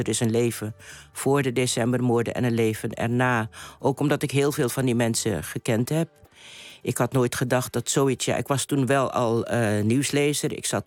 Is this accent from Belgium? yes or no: no; Curaçao; also born or lived in Netherlands / Suriname; ik ben op Curaçao geboren, ik heb er lang gewoond, ik heb ook hier lang gewoond. Maar ik ben op een gegeven moment naar Suriname gegaan en dat heb ik helemaal geadopteerd als mijn land. Ook omdat mijn voorouders en mijn ouders daar vandaan komen.